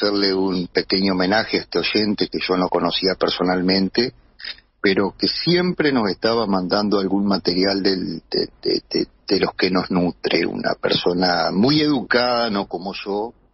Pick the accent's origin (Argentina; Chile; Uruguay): Uruguay; el uruguayo en particular, ustedes saben cómo somos los rioplatenses, herederos de los tanos y vascos y un montón de gente